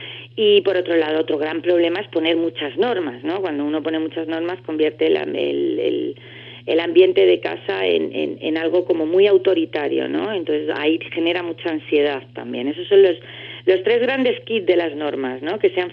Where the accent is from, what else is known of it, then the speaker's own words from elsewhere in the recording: Andalusia, Spain; Soy andaluza yo, sí.